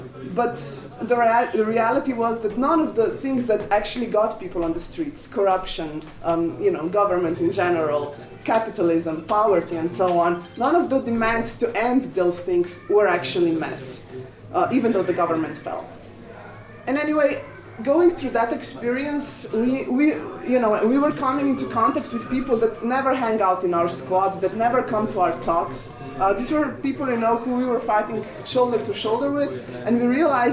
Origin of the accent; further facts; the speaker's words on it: Slovenia; I'm from Slovenia, which is the Balkan country that's not Slovakia, obviously.